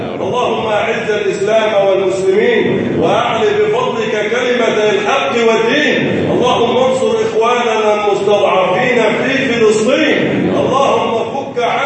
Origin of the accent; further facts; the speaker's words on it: Egypt; اللهم من ارادنا اراد بلدنا مصر بخير وفقه لكل خير